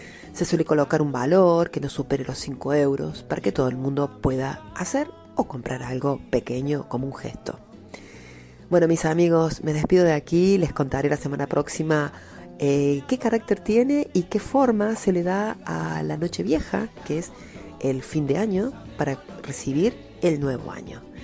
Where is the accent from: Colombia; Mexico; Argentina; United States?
Argentina; Más nosotros que somos argentinos, que tenemos otro estilo.